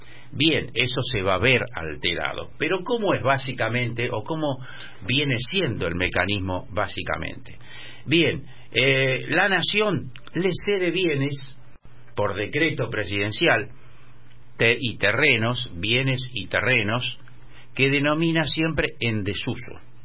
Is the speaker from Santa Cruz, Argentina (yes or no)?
no; Buenos Aires, Argentina; Y como Porteño de Ley me ocupo un poco de este señor